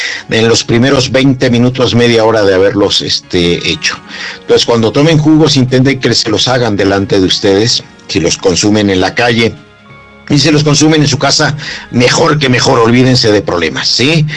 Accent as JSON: {"language": "Spanish", "country": "Mexico", "said": "como mexicanos tenemos muchas deficiencias importantes"}